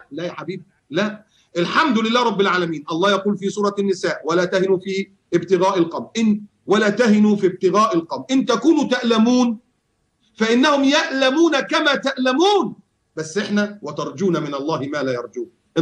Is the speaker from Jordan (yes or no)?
no; Egypt; also born or lived in United States / Bahrain / Yemen; now in Qatar; أنا كنت مشرد، مشرد من ساعة ما طلعت من مصر وعشت في أمريكا 4 سنين ورجعت في البحرين 3 سنين